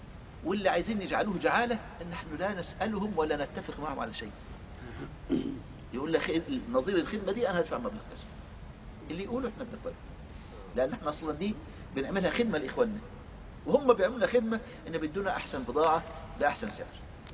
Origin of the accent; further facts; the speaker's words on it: Egypt; عندنا في مصر كان في خط بيطلع من القاهره ينزل لغايه كسله في جنوب السودان، خط واحد.